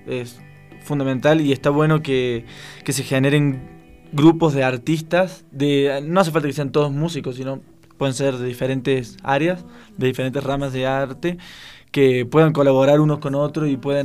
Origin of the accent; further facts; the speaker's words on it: Buenos Aires, Argentina; now in Ecuador; La idea de estar acá en Ecuador es hasta septiembre, pero estoy dentro como de un concurso que se hace en mi país, en la ciudad de Buenos Aires